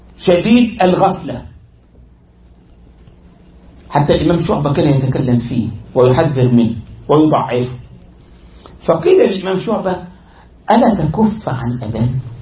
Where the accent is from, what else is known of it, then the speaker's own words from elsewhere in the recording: Egypt; حصل ده والله عندنا في مصر